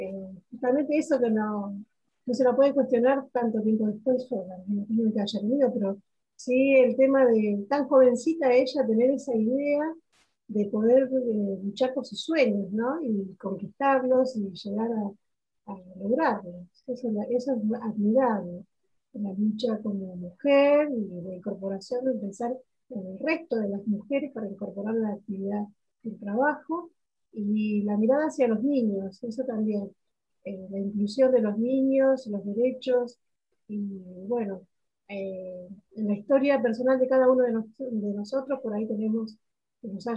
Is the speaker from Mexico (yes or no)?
no; Argentina; cuando uno llega y decimos que somos argentinos